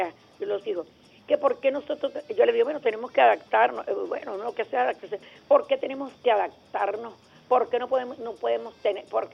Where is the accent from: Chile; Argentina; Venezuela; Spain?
Venezuela; Nací aquí y muero aquí. Y punto. Yo soy venezolana y me siento muy venezolana y quiero mucho a mi patria.